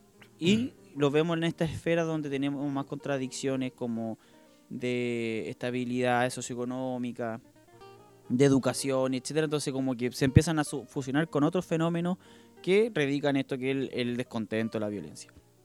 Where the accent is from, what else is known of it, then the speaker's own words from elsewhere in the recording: Melipilla, Santiago Metropolitan Region, Chile; Ya, yo seguía un equipo que era de mi ciudad, que era Melipilla. Deportes Melipilla.